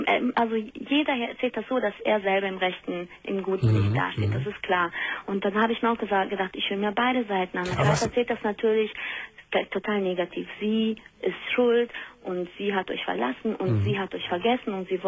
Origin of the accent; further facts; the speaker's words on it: Vienna, Austria; born there; Ja, ja, und wir sind in Wien geboren. Und ich hab die ganze Zeit geglaubt, sie würde in Österreich leben.